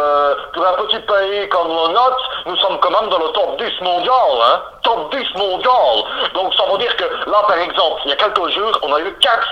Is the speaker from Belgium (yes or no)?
yes; Belgium; accent: Belgian; marqué par la langue belge. Je suis belge de naissance. J'habite en Namur. Hein. … j'ai 32 ans.